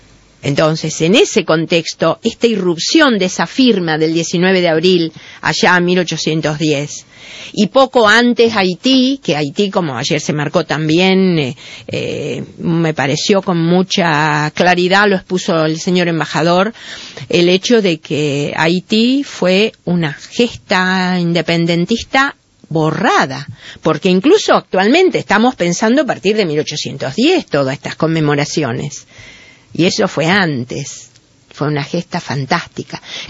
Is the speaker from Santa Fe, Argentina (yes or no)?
yes; Rosario, Santa Fe, Argentina; Yo soy de Rosario, les aclaro, ¿no?